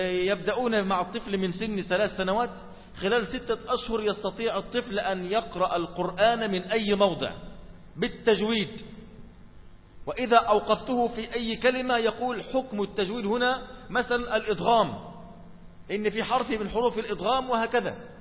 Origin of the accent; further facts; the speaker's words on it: Egypt; هذا يحدث عندنا في مصر